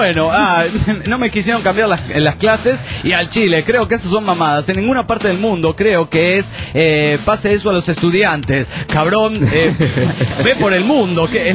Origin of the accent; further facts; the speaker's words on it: Barcelona, Catalonia, Spain; de Barcelona, España.